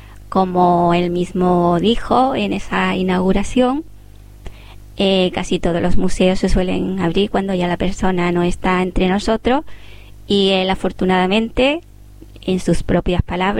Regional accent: Asturias, Spain; y como asturiano felicitamos pues al grupo y a todos sus paisanos

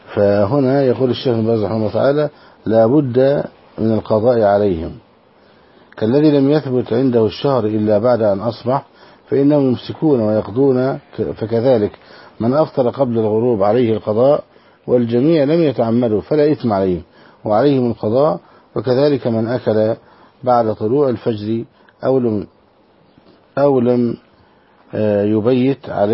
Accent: Bureij, Gaza Strip, Palestine; هذا كان من قريتنا البريجات رحمه الله

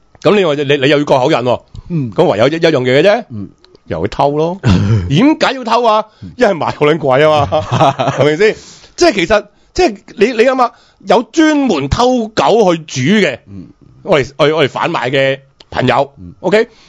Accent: Guangdong, China; 即係如果你平时呢即係我哋广东人呢就唔会食呢隻叫番狗嘅东西

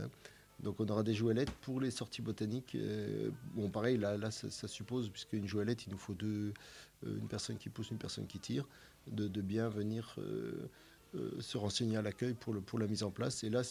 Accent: Metz, Grand Est, France; Moi, j'ai grandi à Metz, mais originaire un peu du nord-est, quoi. Des origines agricoles installées en Marne, dans la Marne.

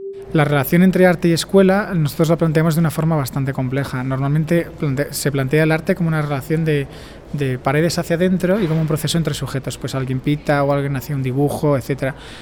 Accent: Spain; now in Barcelona, Spain; vengo de España, vivo en Barcelona

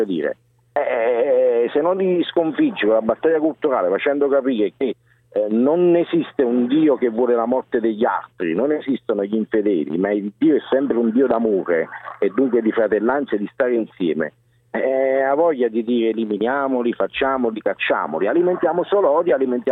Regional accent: Naples, Campania, Italy; io vengo da Napoli

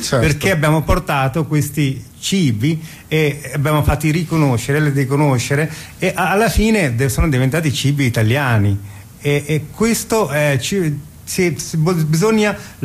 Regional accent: Bangladesh; io che vengo dal Bangladesh sono povero

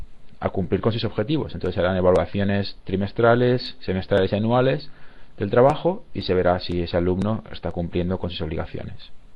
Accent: Zaragoza, Aragon, Spain; now in Malmö, Sweden; ¿De dónde soy? Soy de España, Zaragoza. ¿Y de dónde vengo ahora mismo? Ahora mismo estoy en Malmö, en Suecia.

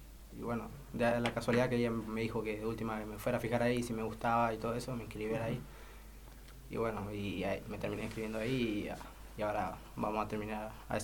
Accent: Mendoza, Argentina; soy de acá de Mendoza, pero yo juego al fútbol, entonces estuve jugando en otra provincia.

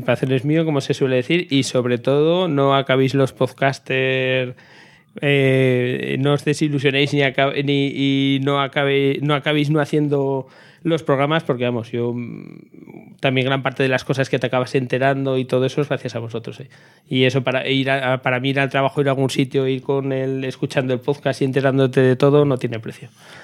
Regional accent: Aragon, Spain; Debe ser que como soy de Aragón

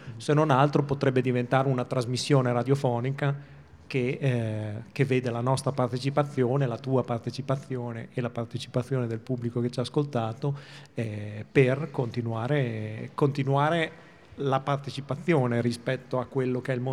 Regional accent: Bologna, Emilia-Romagna, Italy; Ah, questa non la io da bolognese non la conoscevo, ma va bene.

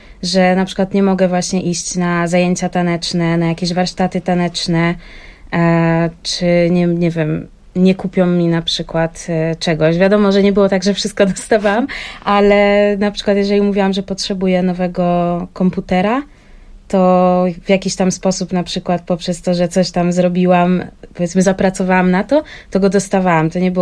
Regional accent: Wrocław, Lower Silesian Voivodeship, Poland; to nie była druga strona Polski, bo jestem z Wrocławia, więc woziła mnie do Katowic

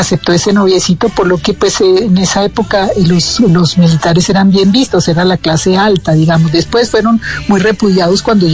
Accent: Argentina; now in Colombia; en la época en que yo me vine de Argentina, en el año 70

